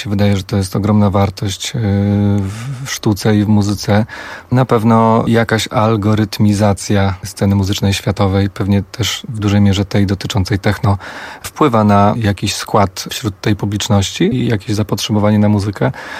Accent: Warsaw, Masovian Voivodeship, Poland; Bo ja jestem stąd i ja tu zawsze będę wracał i myślę, że nigdy nie opuszczę Warszawy na zawsze, bo po prostu kocham to miasto

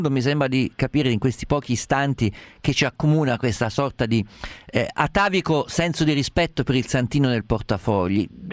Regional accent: Umbria, Italy; umbro ricordo il giorno

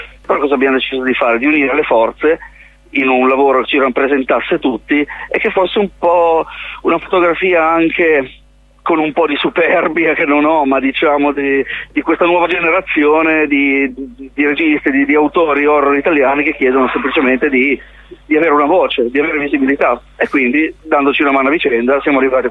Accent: Genoa, Liguria, Italy; L'idea parte da me, l'episodio mio è di Genova, perché io sono di Genova

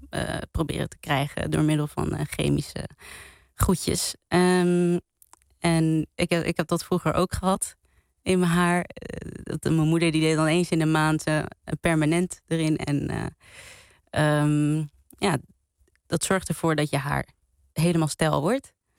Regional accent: Cape Verde; Ik kom zelf uit Kaapverdië en in haar tijd was Kaapverdië nog een kolonie van Portugal.

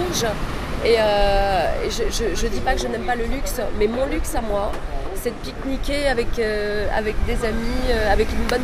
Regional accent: Paris, Île-de-France, France; Ben, je suis née à Paris. C'est vrai que j'ai toujours vécu à Paris. Les amis, l'école, l'éducation, voilà, c'était parisien dans le quartier latin. C'est Saint-Germain-des-Prés.

